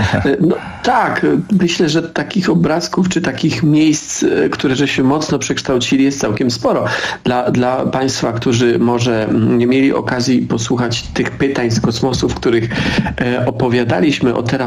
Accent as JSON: {"language": "Polish", "region": "Silesian Voivodeship", "country": "Poland", "said": "Ja jestem ze Śląska"}